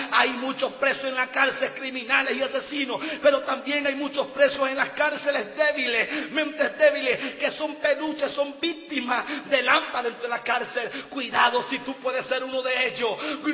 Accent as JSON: {"language": "Spanish", "country": "Venezuela", "said": "Yo, de 34 cárceles que he visitado en mi país, gloria al Señor, porque tuve un llamado después de haber salido de libertad hace 7 años, gloria al Señor, que el Señor me hizo un llamado de visitar las cárceles de Venezuela."}